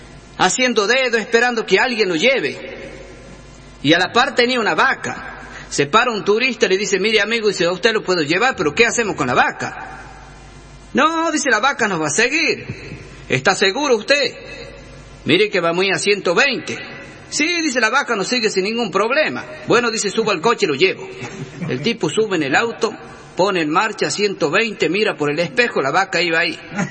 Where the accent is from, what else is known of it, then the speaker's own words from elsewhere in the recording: Tucumán, Argentina; Soy tucumano del Jardín de la República